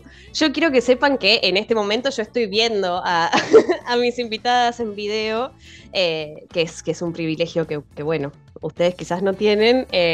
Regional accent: Lincoln, Buenos Aires Province, Argentina; nuestras invitadas de hoy son, somos de Lincoln

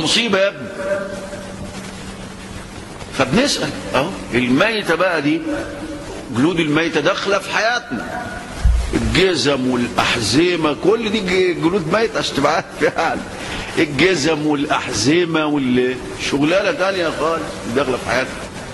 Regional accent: Egypt; طيب احنا عندنا في مصر بنزكي وناخد ونعمل

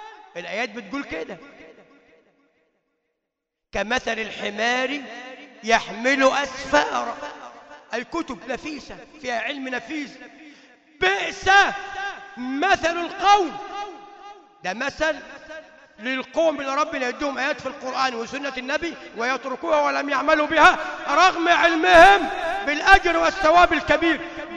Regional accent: Upper Egypt, Egypt; عندنا في الصعيد كنا نسميها تفكيرة الجمعة

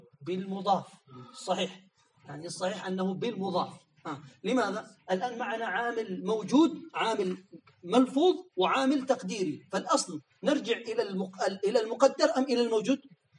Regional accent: Yemen; عندنا في اليمن يقال هكذا

